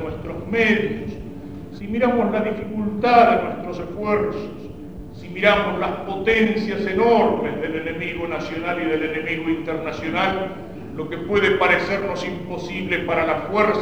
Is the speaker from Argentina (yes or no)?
yes; Argentina; de hacernos olvidar de que somos argentinos